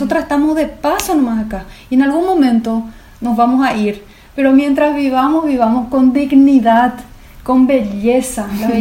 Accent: Berriozar, Navarre, Spain; Amo Berriozar, mi vida, mi pueblo del corazón.

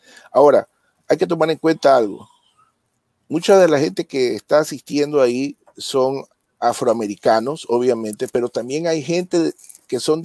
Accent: Ecuador; Recientemente en mi país, Ecuador, en octubre del año pasado

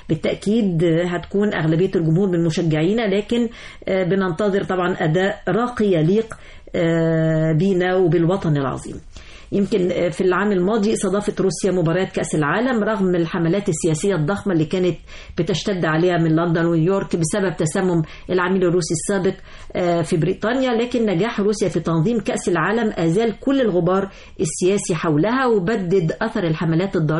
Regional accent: Egypt; جمهورنا المصري بيمتلك من التحضر ومن الضيافة الكثير

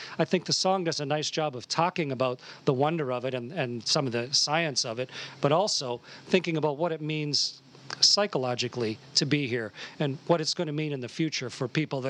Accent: Canada; And I'm so delighted as a Canadian to be part of this.

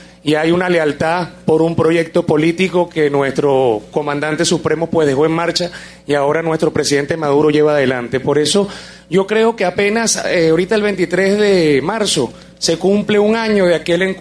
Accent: Venezuela; Que nuestra Venezuela es más grande que cualquier ideología política, cualquier partido, y todos somos venezolanos.

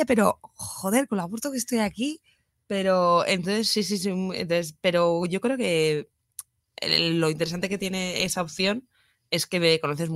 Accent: Pamplona, Navarre, Spain; also born or lived in Irún; now in Madrid, Spain; yo soy de Pamplona, estuve un año en Irún, que hace mis tías y tal, y me venía a Madrid

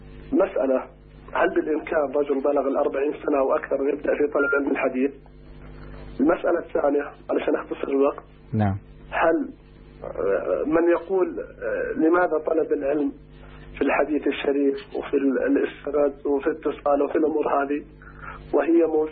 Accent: Saudi Arabia; علشان أصل للشيخ وأنا من السعودية يستاهل لو انتظر على الخط 3 أيام.

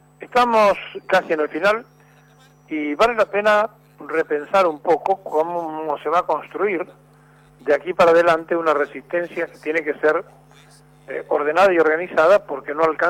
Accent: Argentina; todos somos el pueblo argentino

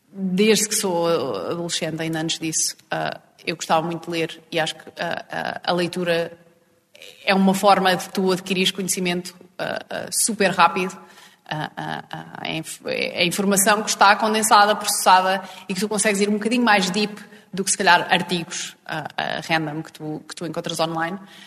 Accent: Fátima, Centro, Portugal; ir até à terrinha, que eu sou de Fátima

